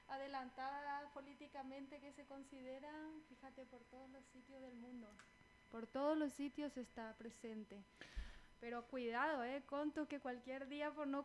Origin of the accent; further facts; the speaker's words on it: Paraguay; vos sos chilena, yo soy paraguaya